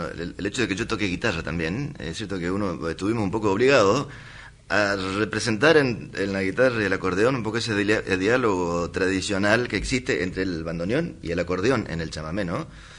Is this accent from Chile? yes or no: no; Corrientes, Argentina; nosotros que crecimos allá en Corrientes escuchando chamamé